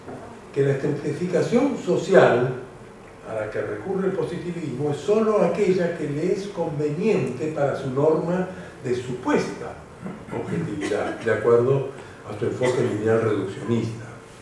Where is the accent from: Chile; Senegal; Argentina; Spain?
Argentina; Los que somos de Argentina sabemos lo que nos está pasando con el dengue en este momento.